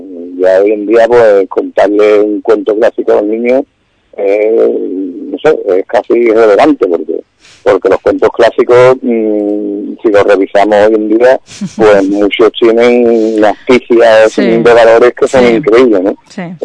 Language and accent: Spanish; Jerez de la Frontera, Andalusia, Spain; a mí me molesta porque soy jerezano, por desgracia. Y me da coraje que en mi tierra, pues, no se nos considere